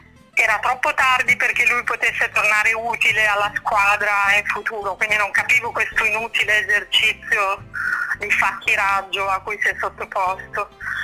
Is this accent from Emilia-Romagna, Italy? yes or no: yes; Emilia-Romagna, Italy; sono romagnola come Castan